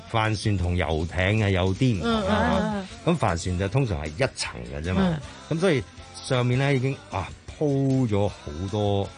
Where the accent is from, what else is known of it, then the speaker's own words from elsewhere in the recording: Hong Kong; 其實同我哋香港人都好一樣。咁我哋香港人都成日鍾意出海。